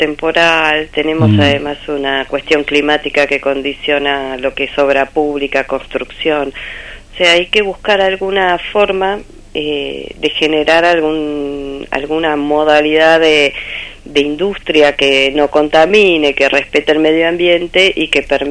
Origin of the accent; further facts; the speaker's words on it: Entre Ríos, Argentina; also born or lived in Buenos Aires; Me crié de chiquita en un pueblo en Entre Ríos. Y bueno, pero estudié en la ciudad de Buenos Aires.